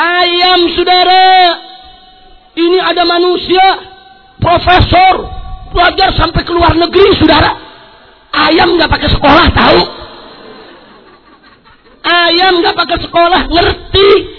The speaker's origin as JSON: {"language": "Indonesian", "town": "Petamburan", "region": "Jakarta", "country": "Indonesia", "tie": "born or raised there", "said": "Saya tinggal di Petamburan, lahir di Petamburan."}